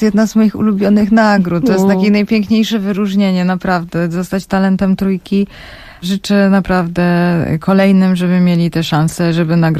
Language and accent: Polish; Silesian Voivodeship, Poland; Ja jestem Ślązaczką … podobnie jak wielu Ślązaków.